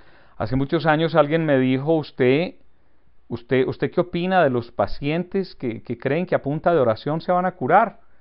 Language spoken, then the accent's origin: Spanish; Antioquia, Colombia; estoy actuando como buen colombiano y de mi región, que es Antioquia, y nos llaman paisas, estoy muy paisa.